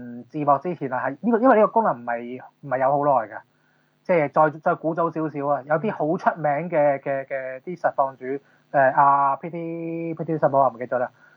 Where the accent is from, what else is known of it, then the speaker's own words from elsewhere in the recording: Hong Kong; 即係咁我哋呢啲香港人唔係用國語為母語嘅人，要去睇 講國語嘅 channel 就好需要字幕噶啦嘛。